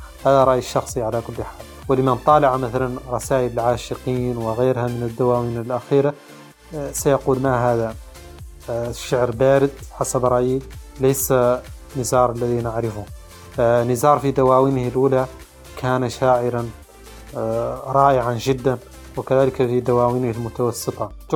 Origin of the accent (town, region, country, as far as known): Mauritania